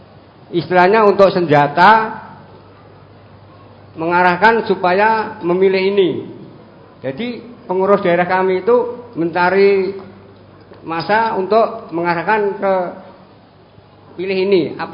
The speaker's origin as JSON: {"language": "Indonesian", "town": "Musuh", "region": "Central Java", "country": "Indonesia", "said": "dari Musuh, Kecamatan Musuh, Boyolali."}